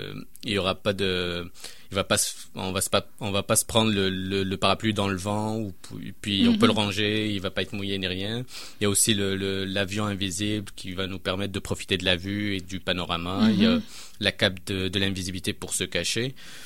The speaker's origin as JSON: {"language": "French", "country": "Canada", "said": "et ça se passe même chez nous au Canada"}